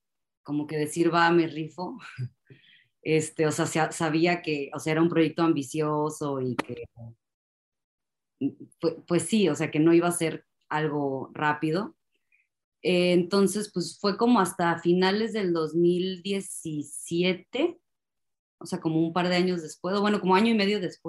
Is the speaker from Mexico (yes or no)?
yes; Mexico; Siempre digo que como que tuve que salir de México, siento, para conocer quién es … Y bueno, pues empecé a participar en esta exposición, regresé a México